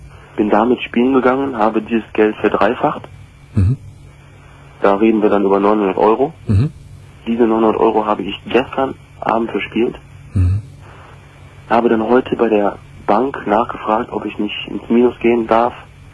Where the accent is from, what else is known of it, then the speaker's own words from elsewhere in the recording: Düsseldorf, North Rhine-Westphalia, Germany; Ich komme aus Düsseldorf